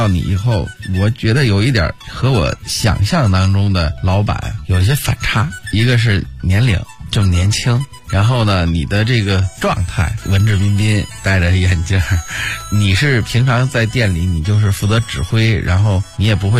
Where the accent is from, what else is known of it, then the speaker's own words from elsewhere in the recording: Beijing, China; 因为咱们的胃口是从小在北京培养起来的。